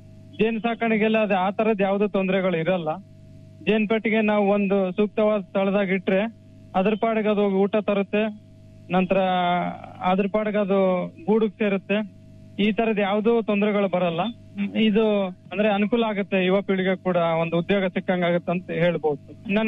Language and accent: Kannada; Vanadurga, Karnataka, India; ನಾನೊಬ್ಬ ಕೃಷಿ ಪದವೀಧರ. ನನ್ನ ಊರು ಬಂದ್ಬಿಟ್ಟು ವನದುರ್ಗ ಗ್ರಾಮ, ಶಾಪುರ ತಾಲೂಕು, ಯಾದಗಿರಿ ಜಿಲ್ಲೆಯಿಂದ.